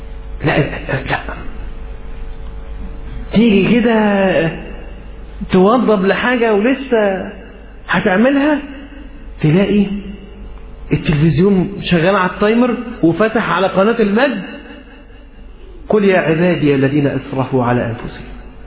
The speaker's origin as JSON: {"language": "Arabic", "country": "Egypt", "accent": "Egyptian", "said": "عارف لما احنا نقول حتى في لهجتنا المصرية كده أنا تعبان خالص"}